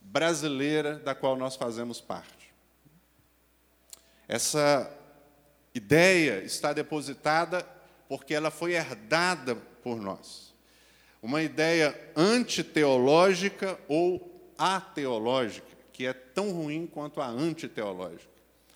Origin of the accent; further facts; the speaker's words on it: Brazil; porque nós somos brasileiros.